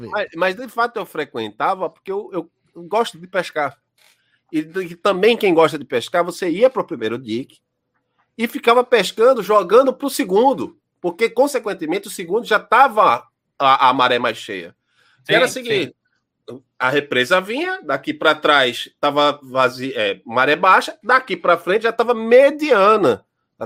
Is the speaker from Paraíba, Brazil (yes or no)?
no; Janga, Pernambuco, Brazil; Lá na minha juventude, eu morava lá no Nordeste, eu morava no Janga.